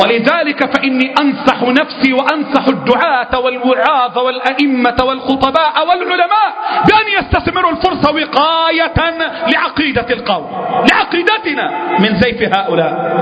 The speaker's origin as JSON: {"language": "Arabic", "country": "Egypt", "said": "الفقر عندنا في مصر فظيع"}